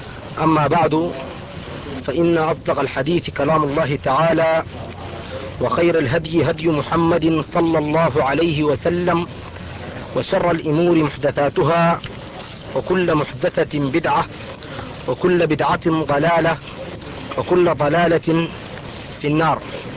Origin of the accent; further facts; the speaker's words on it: Sudan; نحن شباب من السودان من جماعة أنصار السنة المحمدية